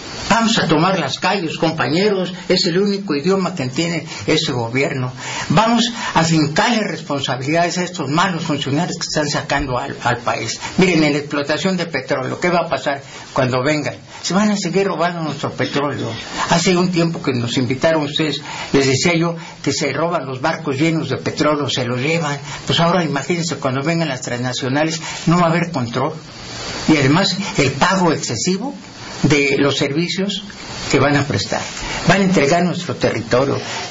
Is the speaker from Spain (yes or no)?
no; Mexico; Definitivamente los perjudicados somos solo los mexicanos.